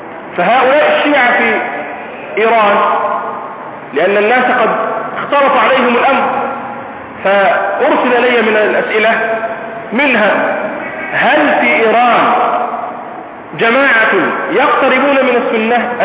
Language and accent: Arabic; Egypt; عندنا في مصر